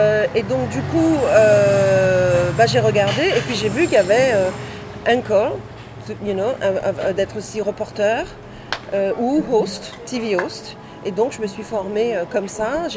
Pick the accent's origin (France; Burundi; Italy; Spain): France; Guadeloupe; Parce que je suis de la Guadeloupe